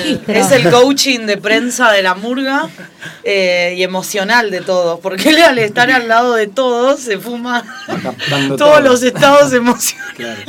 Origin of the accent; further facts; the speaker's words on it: Los Hornos, Buenos Aires Province, Argentina; born there; muchos de nosotros nacimos en Los Hornos